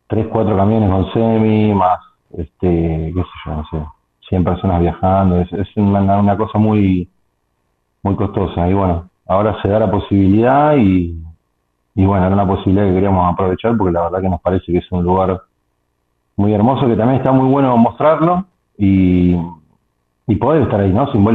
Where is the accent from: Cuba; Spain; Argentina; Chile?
Argentina; now in Lomas de Zamora, Argentina; Yo soy oriundo de la ciudad de Aedo, pero unos 20 días antes de la pandemia me vine para Lomas de Zamora y bueno, quedé acá.